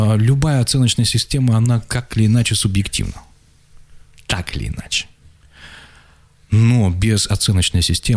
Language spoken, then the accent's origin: Russian; Achinsk, Krasnoyarsk Krai, Russia; у меня школу видно из окна дома, вот, где я родился, в Ачинске.